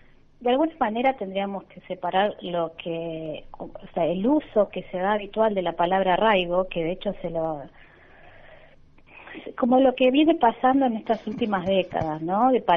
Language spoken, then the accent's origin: Spanish; Buenos Aires Province, Argentina; now in Santiago del Estero, Argentina; Yo estoy en Santiago del Estero radicada hace 3 años, vengo de Buenos Aires, vengo del conurbano.